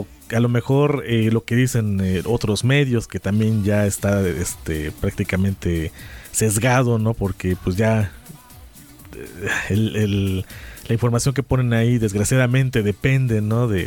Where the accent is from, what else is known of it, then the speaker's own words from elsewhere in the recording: Puebla, Mexico; No tiene ni idea lo que necesitamos como poblanos.